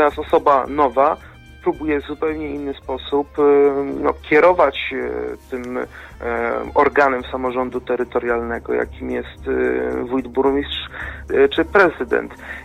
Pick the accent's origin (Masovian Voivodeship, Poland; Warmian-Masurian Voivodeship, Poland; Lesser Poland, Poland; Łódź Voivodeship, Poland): Łódź Voivodeship, Poland; Kutno; Ja sam pochodzę z miasta Kutna